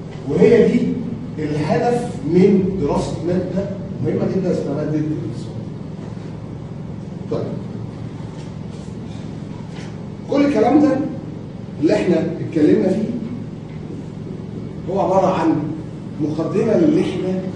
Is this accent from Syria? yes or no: no; Egypt; إحنا عندنا في مصر إن البنك المركزي بيجتمع كل شهر ونص.